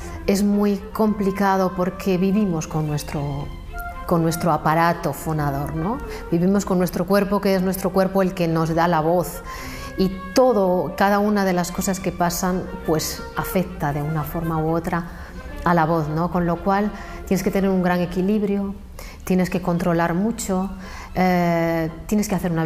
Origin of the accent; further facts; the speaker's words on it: Fitero, Navarre, Spain; Empecé a cantar en mi pueblo, que es, se llama Fitero, un pueblo de 3.000 habitantes.